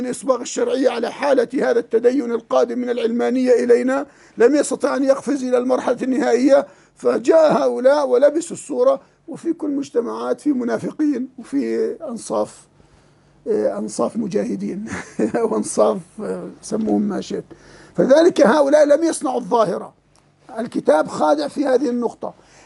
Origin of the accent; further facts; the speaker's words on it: Jordan; كالغرايبة عندنا في الأردن